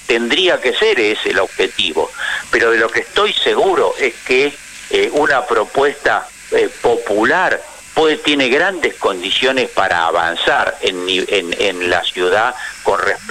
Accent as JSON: {"language": "Spanish", "region": "Buenos Aires", "country": "Argentina", "tie": "born or raised there", "said": "Yo, porque como soy porteño de ley, nací acá, amo mi ciudad"}